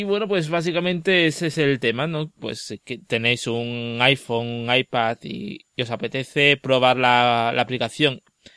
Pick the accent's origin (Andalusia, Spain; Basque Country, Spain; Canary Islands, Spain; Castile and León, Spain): Castile and León, Spain; Salamanca; de Salamanca